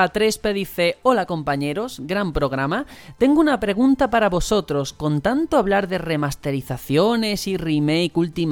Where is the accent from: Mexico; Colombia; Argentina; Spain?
Spain; Andalusia; esto es igual que cuando sale en televisión y tiro para mi tierra un andaluz y hace o de chacha o de persona marginada.